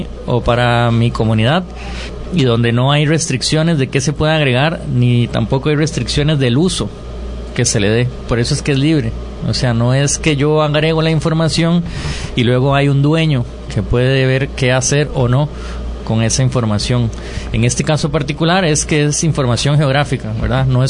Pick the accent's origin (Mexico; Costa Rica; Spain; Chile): Costa Rica; Alajuela; Yo soy de Alajuela.